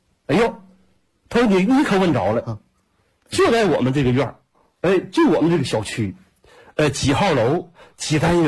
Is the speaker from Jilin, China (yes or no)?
yes; Jilin, China; 我说我是吉林的